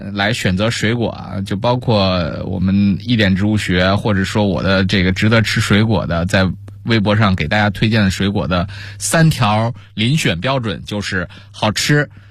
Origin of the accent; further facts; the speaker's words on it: China; 我们中国人